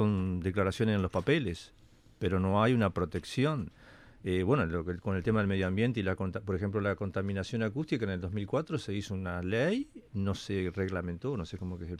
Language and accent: Spanish; Cerro Chato, Uruguay; en mi pueblo, Cerro Chato, que es un pueblo chiquito así, también pasa